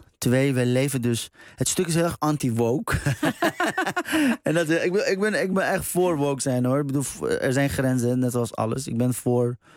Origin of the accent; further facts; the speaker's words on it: Iran; nog nooit ben ik opgestaan met het gedachte, god, wat ben ik toch een Iraanse man.